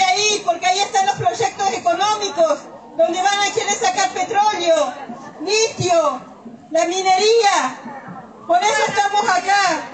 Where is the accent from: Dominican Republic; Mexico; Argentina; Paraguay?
Argentina; Cusamen, Chubut; soy de Cusamen, mi comunidad es Currache, soy de Cusamen, de vuelta al río, el paraje, Chubut.